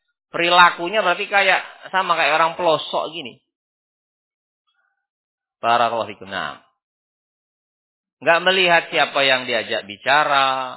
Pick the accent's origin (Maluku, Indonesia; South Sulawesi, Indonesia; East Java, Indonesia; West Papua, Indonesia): East Java, Indonesia; Sidayu; Sidayu ini kota barakallahu fikum ya. Nah, jangan antum anggap pelosok ini. Gak terima saya. Nah, saya ini orang Sidayu